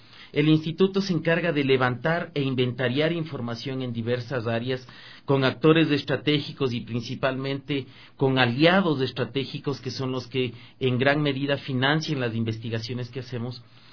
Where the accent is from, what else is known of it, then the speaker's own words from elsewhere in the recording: Ecuador; Como ecuatorianos, si nosotros queremos empoderarnos de esta gran potencialidad que tenemos